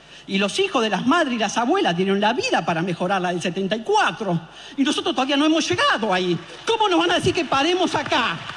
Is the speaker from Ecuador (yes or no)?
no; Argentina; Tenemos que ser capaces, como pueblo argentino